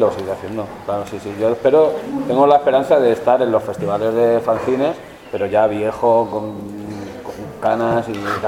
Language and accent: Spanish; Madrid, Community of Madrid, Spain; como soy madrileño, no me cuesta gritar.